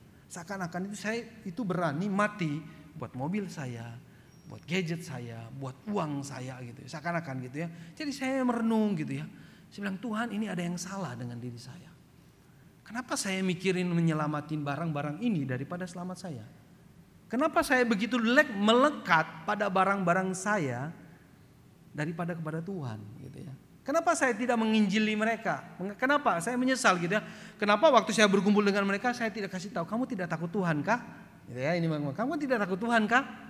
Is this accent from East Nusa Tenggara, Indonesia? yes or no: yes; East Nusa Tenggara, Indonesia; Saya juga orang timur. Saya orang Flores